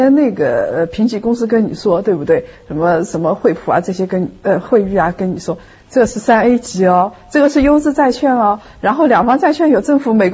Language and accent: Chinese; China; 就是我们中国人啊